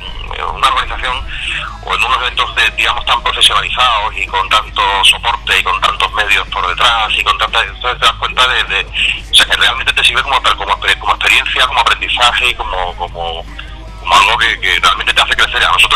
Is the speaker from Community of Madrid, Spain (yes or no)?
no; Cádiz, Andalusia, Spain; nosotros somos de Cádiz, pero tenemos muchos y muy buenos amigos en Sevilla.